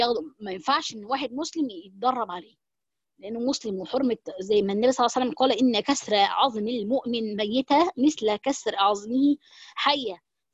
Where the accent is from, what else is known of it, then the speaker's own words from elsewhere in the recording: Egypt; وده طبعا عندنا في مصر بيبقى كتير، او معرفش في الدولة العربية الكلام ده